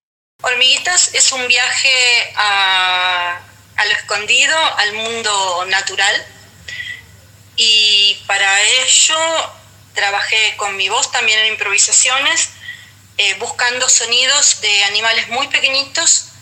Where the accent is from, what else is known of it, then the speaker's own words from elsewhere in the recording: Buenos Aires Province, Argentina; bonaerense, nacida en 1961.